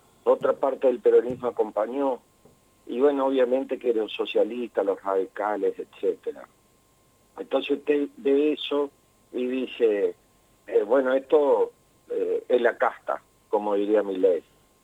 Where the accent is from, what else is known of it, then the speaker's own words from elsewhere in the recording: Santa Fe, Argentina; a ningún santafesino nos explicó en qué nos iba a beneficiar